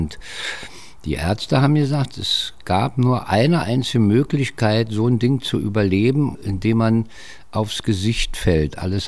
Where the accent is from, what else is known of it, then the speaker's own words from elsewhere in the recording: Berlin, Germany; Also ich bin 1942 geboren, 14. Januar in Berlin-Weißensee. Also ich bin jedenfalls im Weißensee aufgewachsen, in Berliner Allee 100.